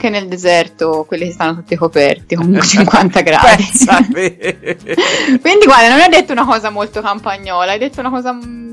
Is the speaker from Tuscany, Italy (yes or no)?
yes; Florence, Tuscany, Italy; da buona fiorentina preferisco il mio mezzo privato